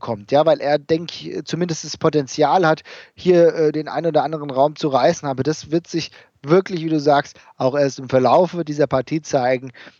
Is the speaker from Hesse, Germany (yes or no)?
yes; Hesse, Germany; die leider verstorbene Studentin aus Gelnhausen, …, wir kommen da ja aus der Gegend her